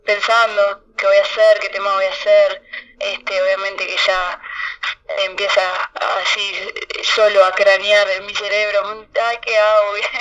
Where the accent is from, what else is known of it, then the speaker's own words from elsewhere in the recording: Tarariras, Colonia, Uruguay; Yo soy de Tarariras y bueno, por allá siempre se escuchó mucho rock argentino